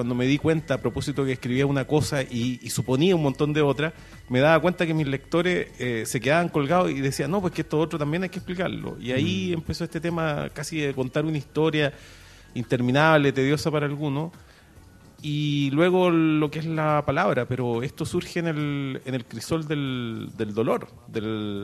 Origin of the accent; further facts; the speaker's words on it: Valparaíso, Chile; vengo de Valparaíso, ahí está la fábrica